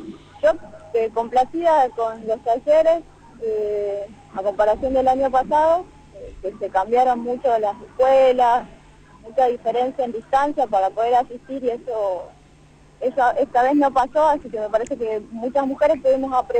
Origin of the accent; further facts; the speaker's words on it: Jujuy, Argentina; estamos ahora con los compañeros de Cobla Brecha en Buenos Aires, vinimos de Jujuy